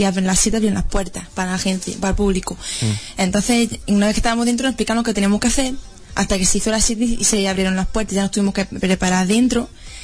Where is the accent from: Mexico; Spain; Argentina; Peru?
Spain; Jódar, Andalusia; Pues eso me da mucho orgullo para mi pueblo, sobre todo.